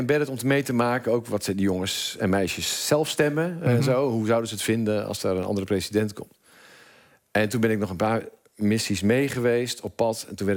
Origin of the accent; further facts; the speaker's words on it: Michigan, United States; Dutch is a second language; Want ja, ik kom dan uit Michigan, maar dat snappen ze natuurlijk niet.